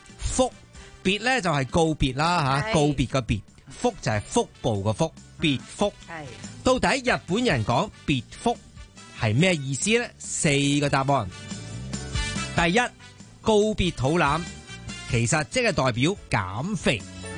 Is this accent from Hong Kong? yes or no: yes; Hong Kong; 有啲似我哋香港人叫人嗰咩车胎